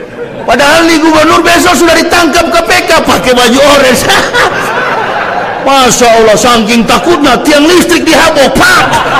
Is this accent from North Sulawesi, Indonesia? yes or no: yes; Manado, North Sulawesi, Indonesia; Coba buka kampung halaman saya Manado, beda dengan Sumatera Utara.